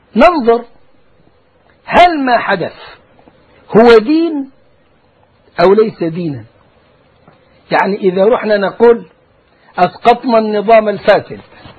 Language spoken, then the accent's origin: Arabic; Egypt; يعني مثلا عندنا في مصر ثورة قامت